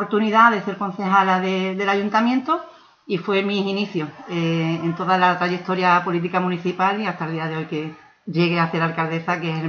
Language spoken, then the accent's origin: Spanish; Ubrique, Andalusia, Spain; al final pues decidí dar el paso hacia adelante y me vine para Ubrique, claro, para trabajar con mi pueblo.